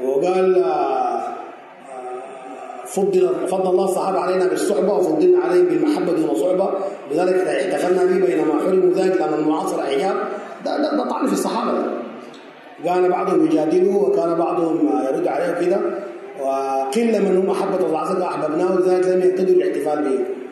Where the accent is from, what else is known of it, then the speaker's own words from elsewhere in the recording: Sudan; زي عندنا في السودان يقول لك